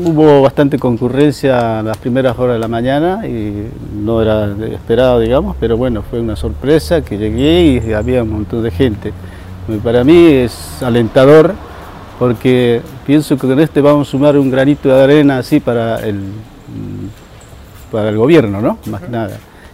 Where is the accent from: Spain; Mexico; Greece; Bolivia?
Bolivia; estando lejos también soy boliviano, claro.